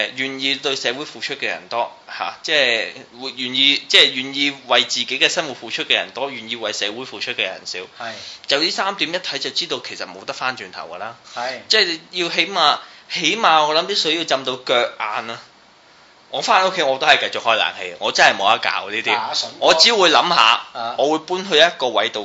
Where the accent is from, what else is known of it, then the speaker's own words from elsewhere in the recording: China; 然後就我哋中國人有句説話真係講得幾好啊，唔見棺材唔流眼淚